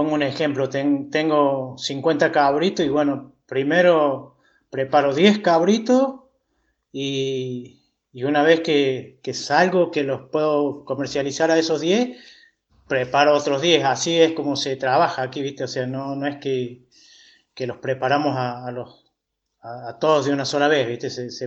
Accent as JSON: {"language": "Spanish", "town": "Cruz del Eje", "region": "Córdoba", "country": "Argentina", "tie": "born or raised there", "said": "soy de la Comunidad de la Libertad, al norte de la ciudad de Cruz del Eje, 60 kilómetros hacia el norte, al límite con las Salinas Grandes. Y aquí vivo y trabajo desde hace 59 años, que es mi edad."}